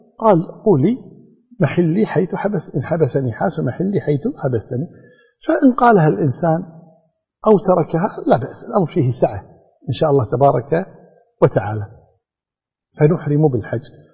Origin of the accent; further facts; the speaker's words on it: Kuwait; يبدأ الإنسان هذا الأمر عندنا في الكويت كمثال، عندما نخرج في الطائرة